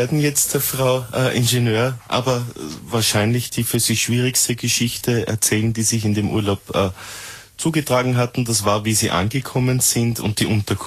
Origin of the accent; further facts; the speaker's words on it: Austria; der Mitteleuropäer oder der Zentraleuropäer, der wir ja sind als Österreicher